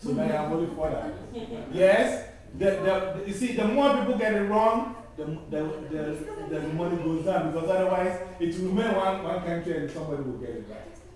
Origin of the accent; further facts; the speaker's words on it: Ghana; Now I am from Ghana.